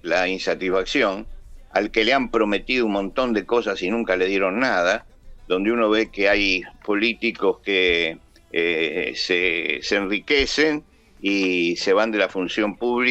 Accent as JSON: {"language": "Spanish", "region": "Buenos Aires", "country": "Argentina", "tie": "born or raised there", "lives_now": "San Miguel, Argentina", "said": "Y yo, aunque vivo en San Miguel en este momento, yo soy porteño. Yo nací en la ciudad de Buenos Aires."}